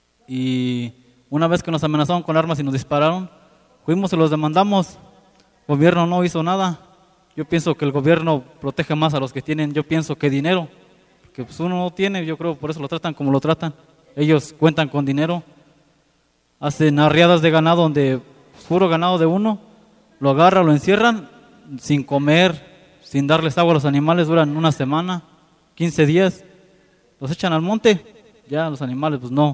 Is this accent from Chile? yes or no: no; Victoria, Guanajuato, Mexico; vengo de Victoria, Guanajuato, y comentarles un poco de lo que pasa hacia allá.